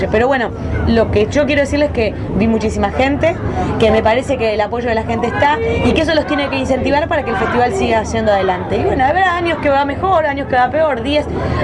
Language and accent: Spanish; Argentina; Yo a mi pueblo lo defiendo mucho y para mí es el pueblo más lindo de la República Argentina, pero no voy a negarte que no tenemos nada para ofrecer turísticamente. Se te va a hacer toda meseta.